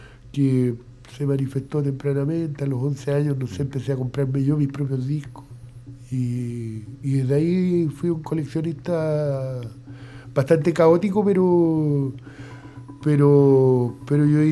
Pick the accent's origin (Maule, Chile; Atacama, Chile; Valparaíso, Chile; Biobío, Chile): Biobío, Chile; Concepción; Nací en Conce, nací súper cerca de acá. Soy de una familia de gente que por el lado paterno viene del campo. Mi vida estuvo muy ligada al campo.